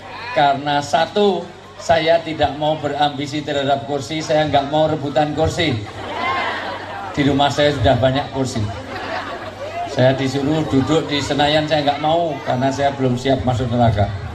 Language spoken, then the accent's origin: Indonesian; Java, Indonesia; Saya asli orang Jawa, dalam orang Jawa bilang orang tua itu disebut sepuh.